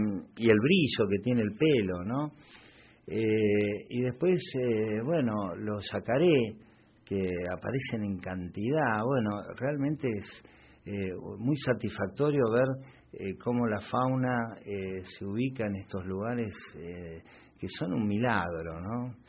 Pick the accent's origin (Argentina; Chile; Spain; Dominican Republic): Argentina; Posadas, Misiones; born there; cuando yo nací mi familia estaba en Posadas, y bueno, se iba moviendo por todo el país.